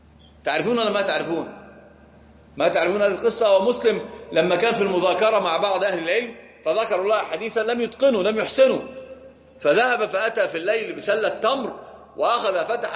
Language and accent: Arabic; Upper Egypt, Egypt; عندنا في الصعيد